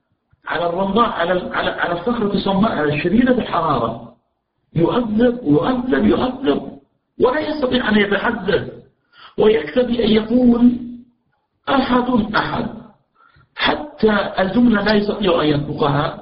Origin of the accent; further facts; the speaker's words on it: Najd, Saudi Arabia; ولكن الأجواء عندنا في نجد وفي الجزيرة العربية إذا أتت عز ظهيرة وفي قوة الشمس تكون الأرض حارة جدا